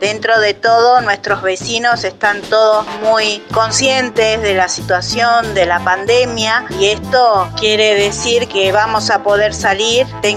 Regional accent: Castelar, Buenos Aires Province, Argentina; Soy de Castelar

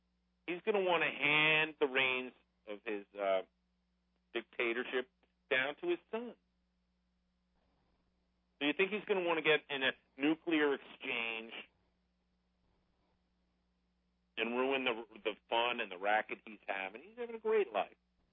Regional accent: United States; I'm an American, and I don't get obsessed with some third-rate power overseas getting a nuclear bomb.

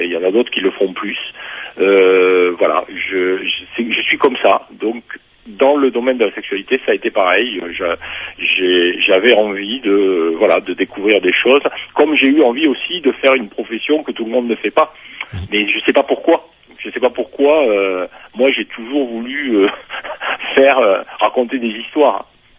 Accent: south of France, France; born there; je suis né en France à la fin des années 50, dans une famille communiste. Donc ça suppose dans le sud de la France, dans une région qui est particulière

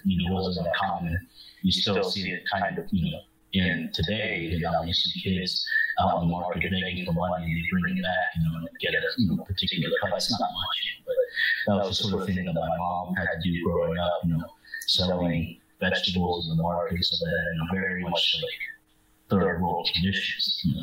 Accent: Washington, District of Columbia, United States; born there; I was born in Washington, D.C. the year 1994, March 31st. I was born to two parents of Vietnamese refugees fleeing post-war Vietnam. And I was part of the first generation born here in the States.

